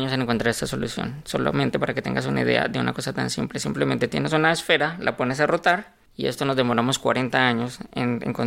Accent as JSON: {"language": "Spanish", "country": "Colombia", "moved": "as an adult", "lives_now": "Mexico", "said": "Vale, yo soy colombiano"}